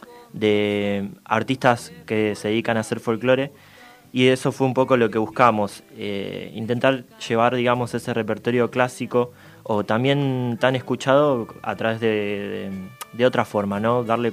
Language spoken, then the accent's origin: Spanish; Monte Grande, Buenos Aires Province, Argentina; Yo soy de Monte Grande.